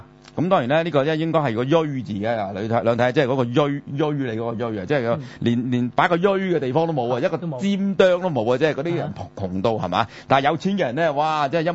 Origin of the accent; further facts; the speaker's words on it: China; 這個我哋中國人啊